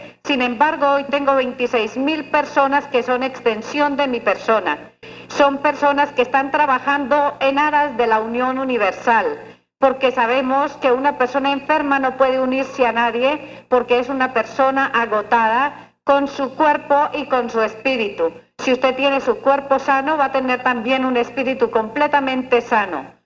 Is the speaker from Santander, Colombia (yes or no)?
no; Antioquia, Colombia; No abandono mi carrielito por nada del mundo porque soy muy antioqueña todavía, ¿no?